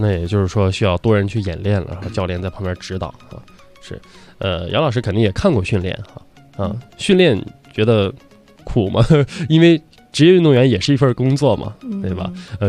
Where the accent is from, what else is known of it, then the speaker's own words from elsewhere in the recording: Inner Mongolia, China; 就像我的老家是内蒙的，也是超级北的北方哈，